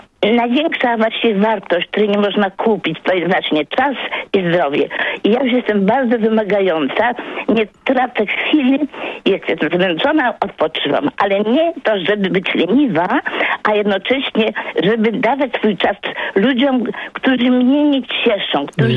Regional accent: Warsaw, Masovian Voivodeship, Poland; Mieszkam teraz pod Płockiem, a jestem z Warszawy, z dziada, pradziada.

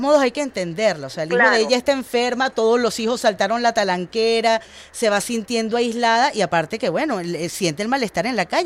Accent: Venezuela; todos somos venezolanos y todos somos pueblo

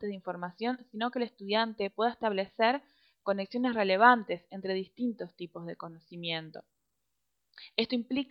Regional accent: Uruguay; yo soy de Uruguay, soy socióloga, tengo 27 años

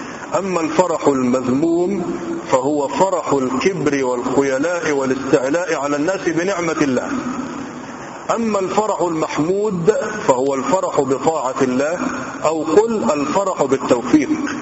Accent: Egypt; وقيل أن موضع الخصف موجود عندنا في مصر في مكان لازال قرب الفيوم الآن

